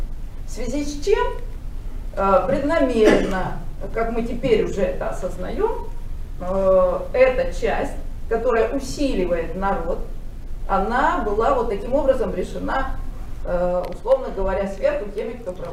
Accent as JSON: {"language": "Russian", "region": "Kyiv", "country": "Ukraine", "moved": "yes", "lives_now": "Moscow, Russia", "said": "Я киевлянка, и еще в советское время переехала в Москву."}